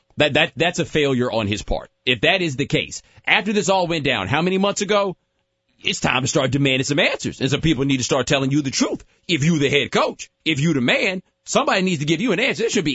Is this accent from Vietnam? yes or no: no; Texas, United States; I'm from Texas. Dairy Queen's what we do.